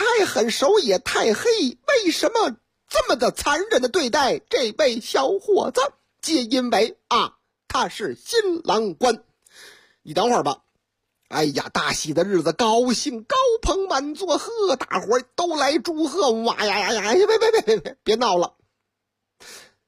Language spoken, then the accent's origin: Chinese; Haining, Zhejiang, China; 你看我老家嘛，哎，俺的老家撒海宁，心就是细